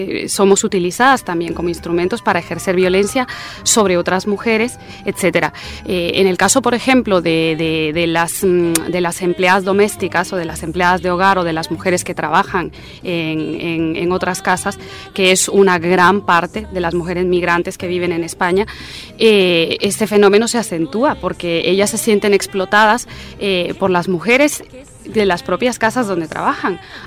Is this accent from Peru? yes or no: no; Guatemala; soy guatemalteca también.